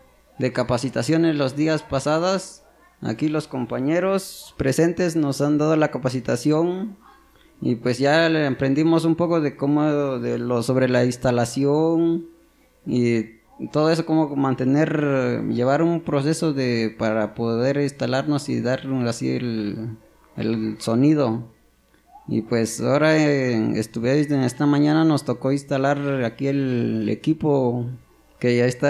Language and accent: Spanish; San José Chiltepec, Oaxaca, Mexico; vengo de la comunidad de San José Chiltepec. Y pues mi asamblea de mi pueblo